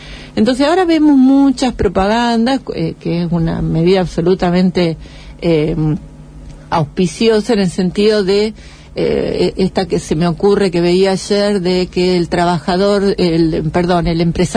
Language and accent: Spanish; Argentina; tampoco somos originales los argentinos